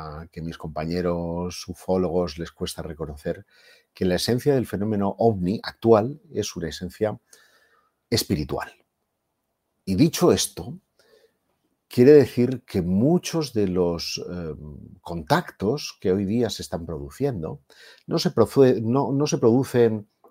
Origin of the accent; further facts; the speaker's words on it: Catalonia, Spain; Yo soy de origen catalán. He visto además que en el chat hay mucha gente de Barcelona, als que envío desde aquí una forta salutació en el nostre idioma, que es el català.